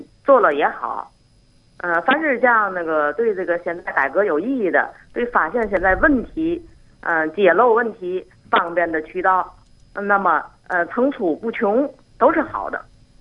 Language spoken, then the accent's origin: Chinese; Tianjin, China; 我来自天津。